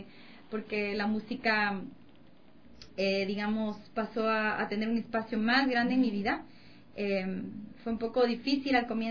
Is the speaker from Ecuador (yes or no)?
yes; Amazon, Ecuador; also born or lived in Latacunga; Yo nací en La Tacunga, en Cotopaxi, y de ahí, bien pequeñita, mis padres me llevaron a la Amazonía. Ahí me crié